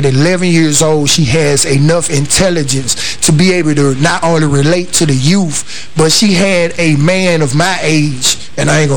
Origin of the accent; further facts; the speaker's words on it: Memphis, Tennessee, United States; I grew up in church, but I grew up in North Memphis, which was a rough area. It was an inner city area